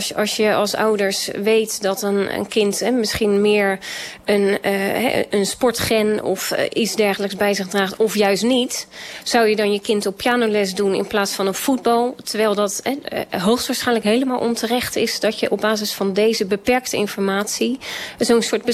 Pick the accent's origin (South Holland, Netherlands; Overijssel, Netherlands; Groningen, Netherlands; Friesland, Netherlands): South Holland, Netherlands; Rotterdam; ik als Rotterdammer, maar ook als Feyenoord-fan